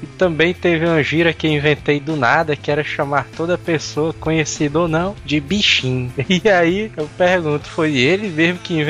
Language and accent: Portuguese; Bahia, Brazil; Desses 15, somente 3 são nordestinos. Eu, que sou da Bahia